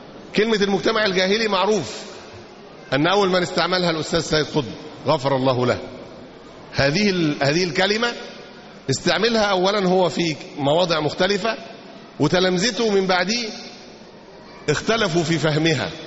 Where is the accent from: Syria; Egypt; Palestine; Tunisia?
Egypt; ونشروا هذا الكلام في كثير من المجتمعات مش عندنا في مصر بس